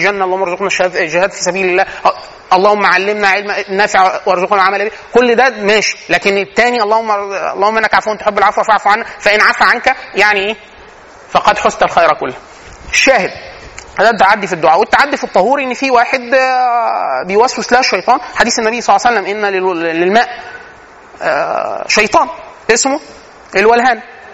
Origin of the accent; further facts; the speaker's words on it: Egypt; ودي من العادات السيئه عندنا فينا كمصريين